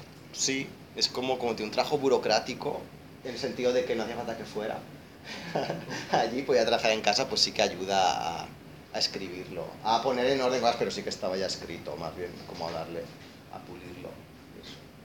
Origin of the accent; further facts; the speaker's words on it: Romania; Es que yo soy húngaro de Rumanía. O sea, yo no soy ni rumano ni húngaro. De Hungría, yo soy un húngaro en Rumanía.